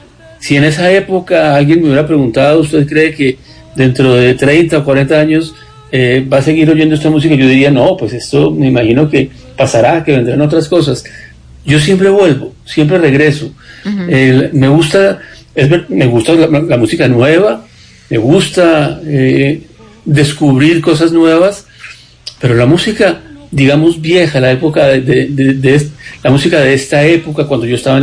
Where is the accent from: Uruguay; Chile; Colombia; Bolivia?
Colombia; fue la primera vez que salí de Colombia después de una primera, cuando estaba recién graduado